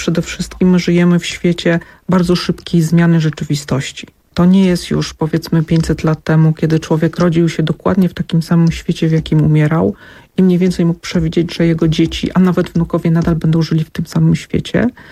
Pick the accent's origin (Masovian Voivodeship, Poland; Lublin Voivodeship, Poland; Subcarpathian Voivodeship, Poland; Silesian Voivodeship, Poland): Lublin Voivodeship, Poland; Zamość; Ja pochodzę z Zamościa.